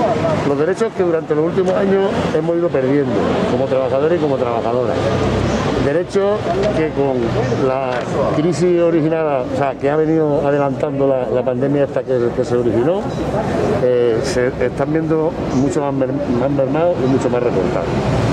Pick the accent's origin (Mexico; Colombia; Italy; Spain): Spain; Granada, Andalusia; invitamos y llamamos a la clase trabajadora granadina, como andaluces, como granadinos